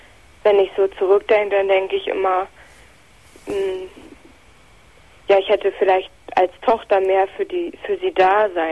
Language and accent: German; Potsdam, Brandenburg, Germany; moved away; Also ich komme eigentlich aus Potsdam.